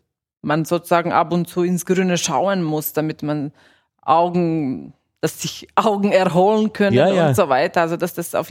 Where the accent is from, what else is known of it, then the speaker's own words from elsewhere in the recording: Austria; aber noch nicht so richtig viel bei uns in Österreich, aber in anderen Ländern